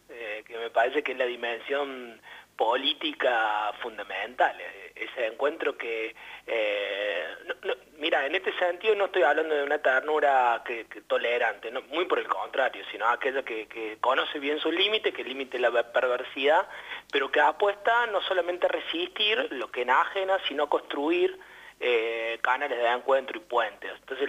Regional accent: Córdoba, Argentina; now in Salta, Argentina; yo soy cordobés, pero ya hace algunos años que vivo en Salta

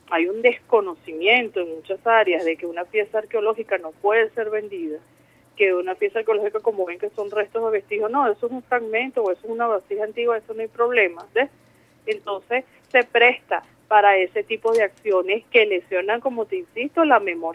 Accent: Venezuela; si nosotros como venezolanos y venezolanos no estamos claros

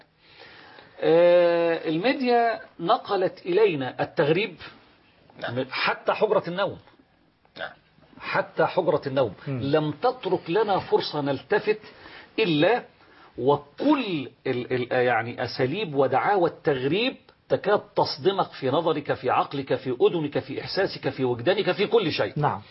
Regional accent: Monufia Governorate, Egypt; أنت فلاح زي بس أنا من المنوفية وانت منين؟

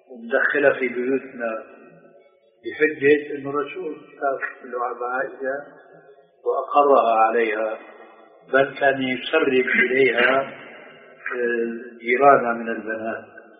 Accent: Damascus, Damascus Governorate, Syria; مرة صاحبني إنشاد دمشقي مثلي

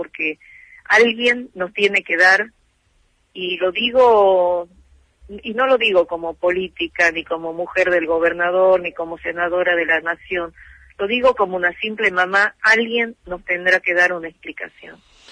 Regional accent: Tucumán, Argentina; como tucumana, como madre, me siento muy dolida, y en cuanto vuelva a llegar a mi provincia

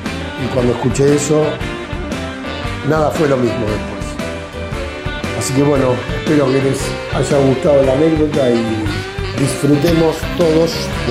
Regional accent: Mataderos, Buenos Aires, Argentina; cantante de … a pedido de mi amigo Walter, que sabiendo que soy de Mataderos

